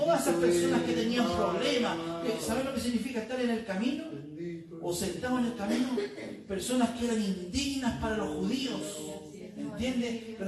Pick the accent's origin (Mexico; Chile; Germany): Chile; Bueno, nosotros que somos chilenos, estamos bailando juego con el Señor.